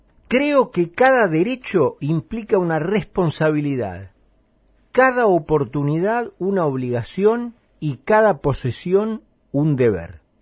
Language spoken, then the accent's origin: Spanish; Argentina; Lo cual habla bastante de cómo somos los argentinos